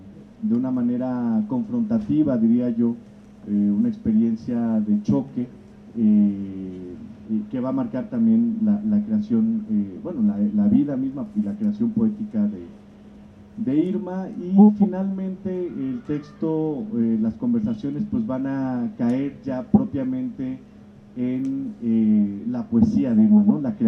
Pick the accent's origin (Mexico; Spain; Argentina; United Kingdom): Mexico; Juchitán, Oaxaca; yo soy historiador, soy de Juchitán, Oaxaca, de la vuelta a la esquina.